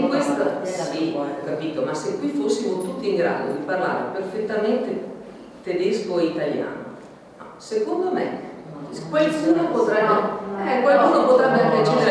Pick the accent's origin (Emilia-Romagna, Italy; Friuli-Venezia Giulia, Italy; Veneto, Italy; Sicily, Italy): Veneto, Italy; Cioè io sono veneta, comunque non è la stessa cosa